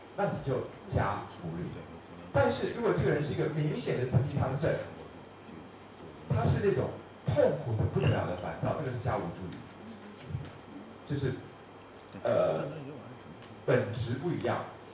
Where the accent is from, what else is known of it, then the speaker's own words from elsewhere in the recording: Taiwan; 而且我们台湾人会说，感冒的时候不但一体的社区量要大